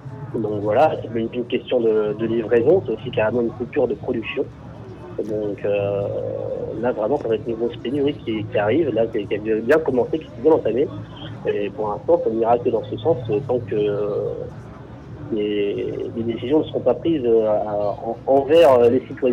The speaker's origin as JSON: {"language": "French", "town": "Le Havre", "region": "Normandy", "country": "France", "said": "Alors, voilà, moi, je suis du Havre, oui, je suis là, donc, bâti sur le port du Havre."}